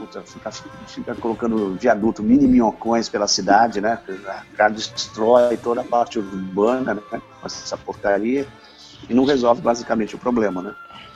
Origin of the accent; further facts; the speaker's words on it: Brazil; eu fui o brasileiro médio, eu sou brasileiro médio, né? 1,72 m de altura, baixinho, tal